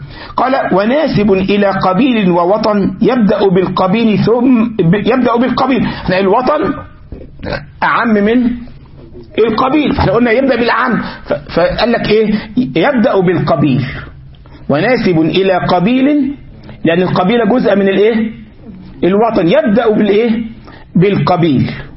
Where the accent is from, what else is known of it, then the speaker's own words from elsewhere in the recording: Egypt; لكن عندنا في مصر يقولك ايه القاهرة الكبرى